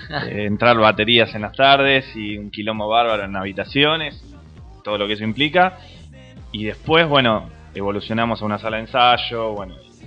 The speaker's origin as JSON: {"language": "Spanish", "town": "Villa Madero", "region": "Buenos Aires Province", "country": "Argentina", "said": "Nosotros somos de Villa Madero, La Matanza."}